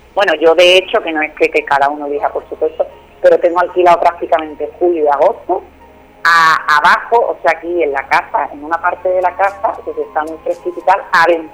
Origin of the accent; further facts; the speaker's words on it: Málaga, Andalusia, Spain; veo que por ejemplo Málaga, que es de donde yo soy, ¿no?